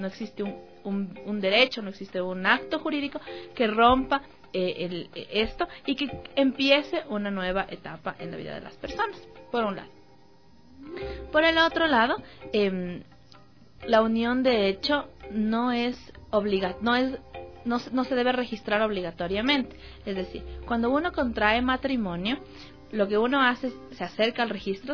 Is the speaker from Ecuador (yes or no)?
yes; Ecuador; nosotros como ciudadanos ecuatorianos vivimos en una sociedad muy machista, muy patriarcal, muy heteronormada